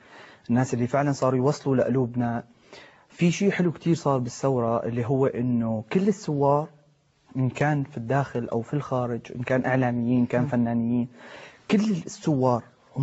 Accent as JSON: {"language": "Arabic", "country": "Syria", "said": "يعني انا كنت لدرجه فوق ما تتصور فخور انه انا كسوري"}